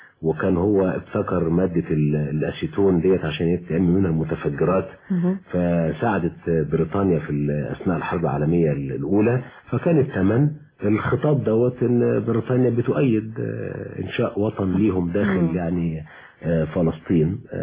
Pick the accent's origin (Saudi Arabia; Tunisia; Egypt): Egypt; كان بالنسبة لاهل الحجاز زي القطن عندنا في مصر في زمانه